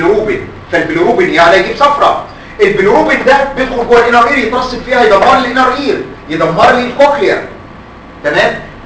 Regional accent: Egypt; الا ان عندنا في مصر ناس عندهم اشرس بس مش كومن

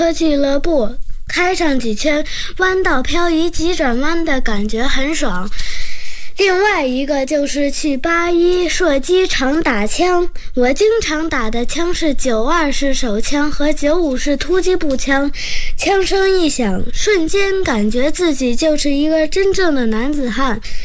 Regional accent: Beijing, China; 京市西城区三里河第三小学一年级的学生。我是一个2010年出生的小北京人，今年正好8岁，标准的10后，生在北京，长在北京，这里是我的家

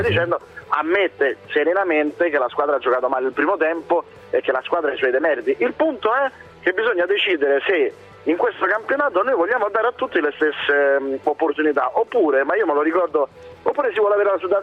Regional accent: Naples, Campania, Italy; A me dispiace da napoletano

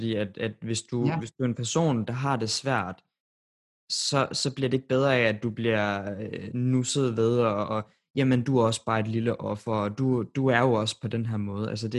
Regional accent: Randers, Central Denmark Region, Denmark; nu er jeg fra Randers, og det er jo ikke en by, hvor der er særlig mange LGBT-personer i forhold til København.

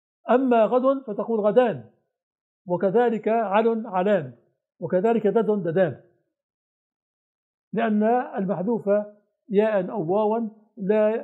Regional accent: Syria; عندنا في الشام في البناء سقيفة فراغ تحت السقف

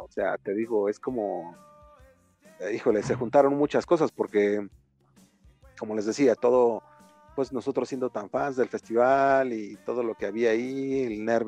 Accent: Mexico City, Mexico; Y ahora uno como chilango, pues más, ¿no? Porque es aquí en tu casa y ver eso.

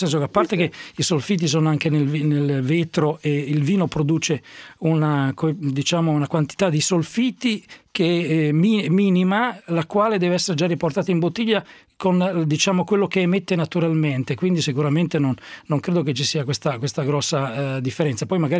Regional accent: Emilia-Romagna, Italy; Bene, bene, tutto in Romagna, la mia terra.

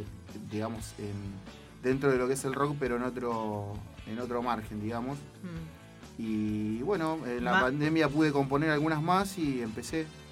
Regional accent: Abasto, Buenos Aires, Argentina; soy de acá de La Plata, nací en Abasto, nacido y criado en Abasto, zona oeste clásico.

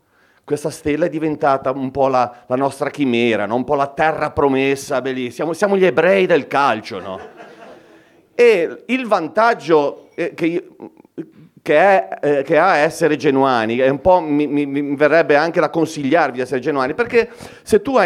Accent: Genoa, Liguria, Italy; La prima premessa è che non sono proprio di Genova, ma sono di Bolzaneto.

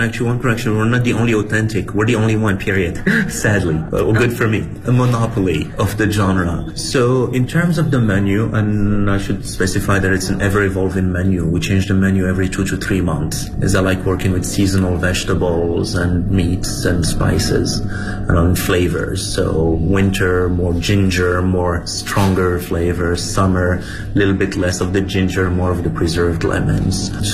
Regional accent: Morocco; English is a second language; moved away as an adult; now in Beijing, China; I'm from Morocco originally. I've been in China for 12 years now, 10 of them in Beijing.

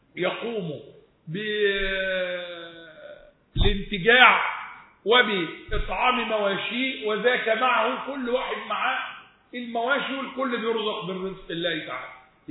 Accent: Egypt; لا شركاء فيها اصل احنا مصريين وهي ملكيه

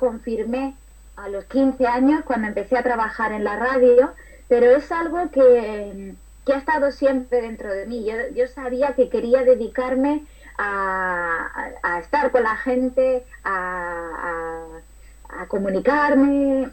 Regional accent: Andújar, Andalusia, Spain; cuando tenía 15 años, sí que pude empezar a trabajar en la radio de Andújar, de mi pueblo

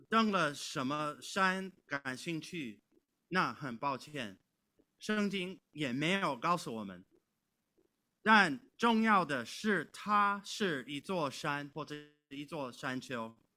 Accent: California, United States; Chinese is a second language; 或者像我是来自加利福尼亚州，我们有一个4421米高的魏特尼山

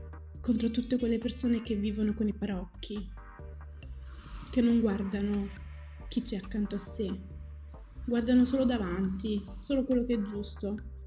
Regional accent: Battipaglia, Campania, Italy; Nemmeno i miei genitori sono nati in Italia. Però se mi chiedono di dove sei, io dico sono di qua. Di Salerno, di Battipaglia. Parlo perfettamente l'italiano, come parlo perfettamente il dialetto marocchino.

